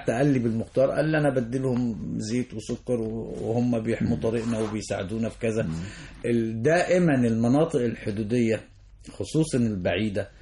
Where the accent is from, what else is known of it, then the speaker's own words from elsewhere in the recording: Egypt; ان الجيش المصري جيش من عنصر واحد, احنا مصريين